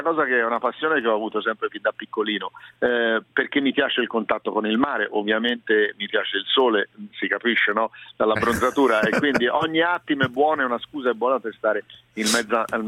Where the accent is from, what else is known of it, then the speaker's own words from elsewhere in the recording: Florence, Tuscany, Italy; Anche in questo sono fiorentino centrico, toscano centrico